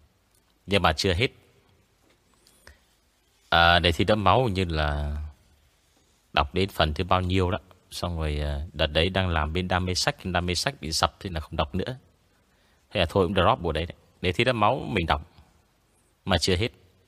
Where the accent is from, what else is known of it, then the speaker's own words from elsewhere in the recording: Quang Ninh, Vietnam; now in Hanoi, Vietnam; Thì đợt mình mới ở quê lên, mình ở quê của mình là từ bé mình ở Quảng Ninh. Thế là mình bị ngọng, mình bị ngọng chữ N với cả L và từ em.